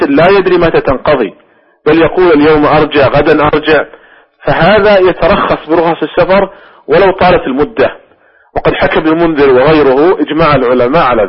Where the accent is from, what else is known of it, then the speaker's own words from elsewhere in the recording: Saudi Arabia; مثلا عندنا في المملكة العربية السعودية أكثر من 8 ملايين